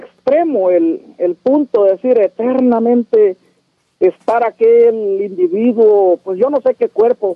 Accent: El Salvador; born there; Bueno, yo soy salvadoreño, nací en ese lugar.

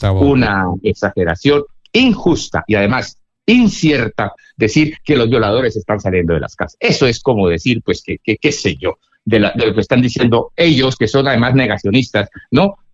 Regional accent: Cali, Valle del Cauca, Colombia; como yo soy caleño, en Colombia

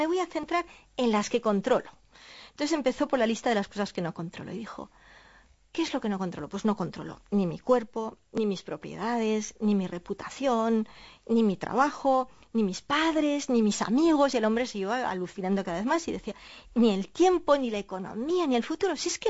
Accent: Catalonia, Spain

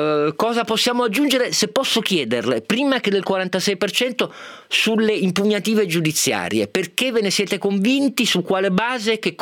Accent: Turin, Piedmont, Italy; Lo saluto da Torinese

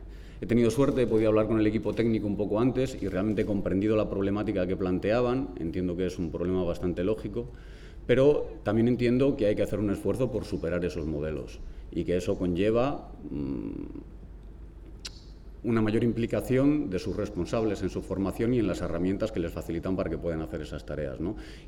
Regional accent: Madrid, Community of Madrid, Spain; Como os han comentado, vengo de Madrid, participo en varios colectivos

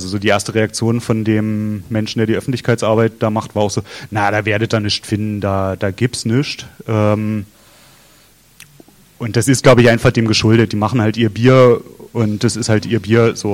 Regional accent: Berlin, Germany; Also ich kenne es aus Neukölln, wo ich herkomme, sozusagen

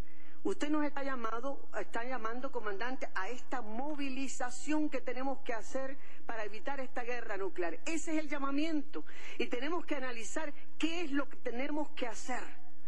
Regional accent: Cuba; como cubanos, como patria

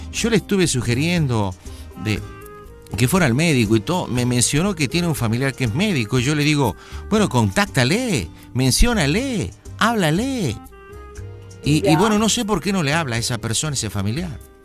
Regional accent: Argentina; también él es boliviano, yo soy argentino.

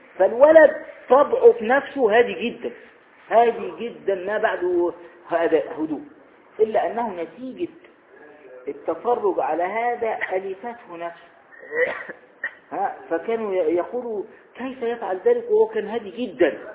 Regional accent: Egypt; ويقولون أيضا عندنا في مصر الصاحب ساحب

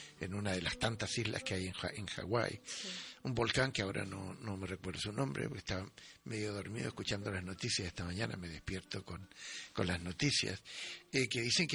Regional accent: Chile; Chile, de donde yo vengo, es país de volcanes.

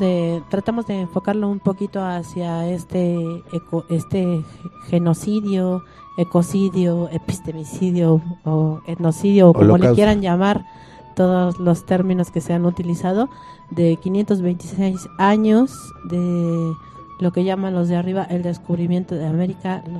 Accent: Mexico; a nosotros como pueblo mexicano

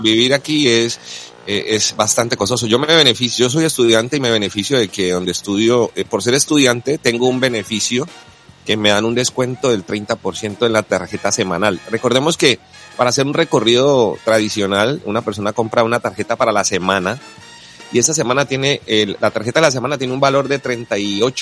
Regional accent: Cali, Valle del Cauca, Colombia; Bueno, yo soy caleño, ¿no? Recuerden que en Cali a veces pasaba de que el bus se varaba.

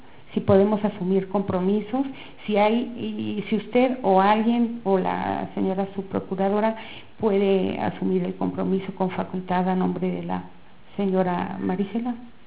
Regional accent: Guanajuato, Mexico; vengo de Guanajuato

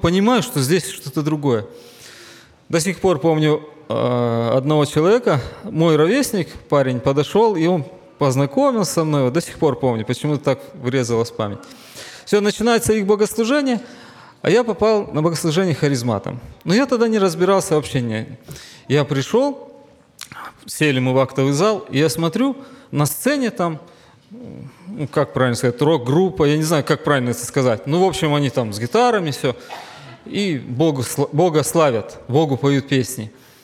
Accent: Pavlodar, Pavlodar Region, Kazakhstan; Я вырос в Павлодаре, в Казахстане.

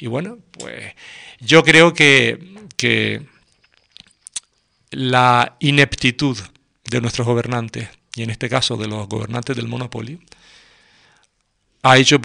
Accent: Las Palmas de Gran Canaria, Canary Islands, Spain; yo recuerdo de niño como mi padre me llevaba a ver el barranco, yo soy de Las Palmas, a ver el barranco de Guiniguada a correr.

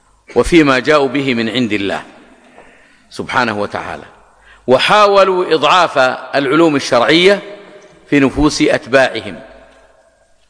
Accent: Hejaz, Saudi Arabia; أو يسمونه عندنا في الحجاز مضير أو نحو ذلك.

